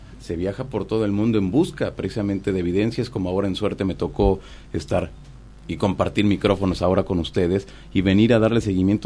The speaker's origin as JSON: {"language": "Spanish", "country": "Mexico", "said": "al menos en mi país, en México, 1991, la gente comenzaba a tener cámaras de video"}